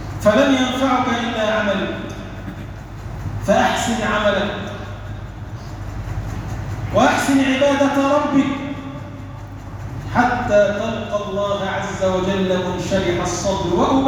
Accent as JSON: {"language": "Arabic", "country": "Egypt", "said": "اللهم اجعل بلدنا مصر بلدا امنا مطمئنا"}